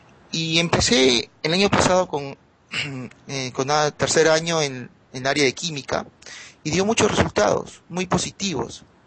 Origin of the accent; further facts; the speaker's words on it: Trujillo, La Libertad, Peru; soy de Trujillo, Perú. Bueno, es un distrito, ¿no? La región se llama La Libertad